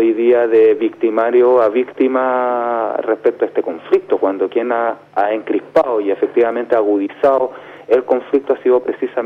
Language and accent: Spanish; Chile; primero somos todos los chilenos